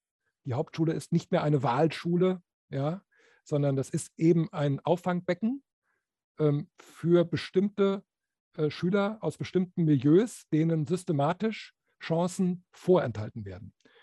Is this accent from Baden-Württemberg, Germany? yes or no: no; Bremen, Germany; Ich komme ja aus Bremen